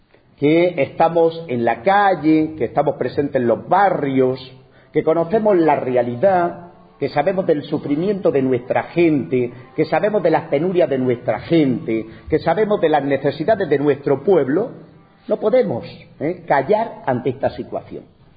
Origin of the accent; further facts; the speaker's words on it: Spain; En mi país, en España